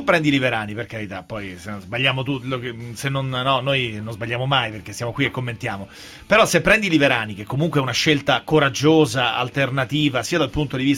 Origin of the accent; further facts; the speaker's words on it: Rome, Lazio, Italy; Io vengo da Roma